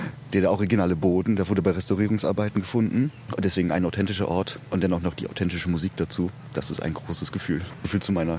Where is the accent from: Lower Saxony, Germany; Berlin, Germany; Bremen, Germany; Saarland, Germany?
Bremen, Germany; Bremerhaven; Ich bin eigentlich aus Bremerhaven, dort geboren, 18 Jahre lebte ich dort.